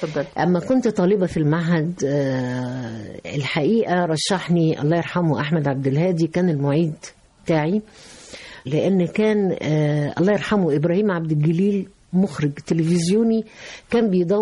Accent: Egypt; لكن في النهاية احنا بنحمل جوانا، انا مش عايز اقول الشركسي وإلى آخره، لكن عايز اقول ان انا مصرية 100%.

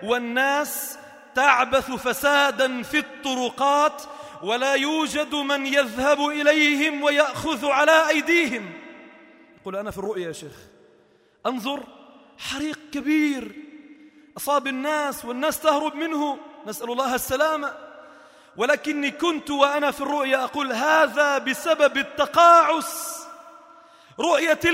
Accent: Sidon, South Governorate, Lebanon; الحمد لله بدأت تترقى عندنا في صيدا وفي لبنان

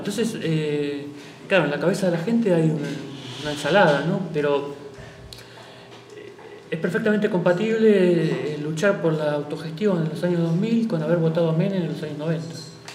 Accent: Buenos Aires, Argentina; yo soy de Buenos Aires, lo que pasa en la provincia, en la capital de Buenos Aires.

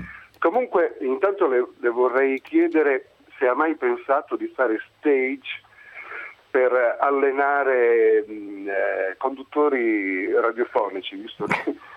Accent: Ferrara, Emilia-Romagna, Italy; now in Rome, Italy; io vivo a Roma da 20 anni, ma sono ferrarese di origine

